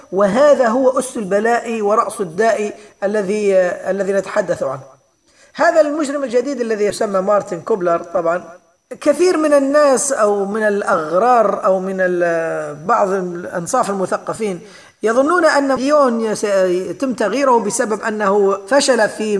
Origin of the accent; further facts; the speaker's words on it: Libya; وخاصة في بلدنا ليبيا بالذات